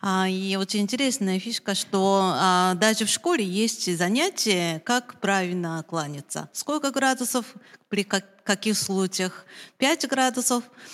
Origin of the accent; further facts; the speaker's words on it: Japan; Russian is a second language; now in Moscow, Russia; Я из Японии, но я уже живу в Москве 15 лет.